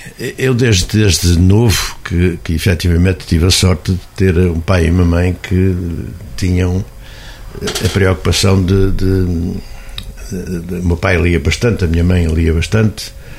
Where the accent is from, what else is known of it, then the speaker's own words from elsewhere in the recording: Oliveira do Hospital, Centro, Portugal; Sou oliveirense, nasci em Oliveira do Hospital em 1953. Nasci numa casa que toda a gente conhece, que é a antiga casa por cima da Fonte do Amial